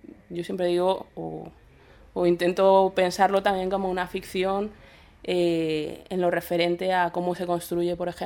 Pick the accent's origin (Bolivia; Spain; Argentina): Spain; Madrid, Community of Madrid; nunca he pasado por ser de un sitio como Madrid, que es donde yo nací, y donde he crecido, y donde actualmente habito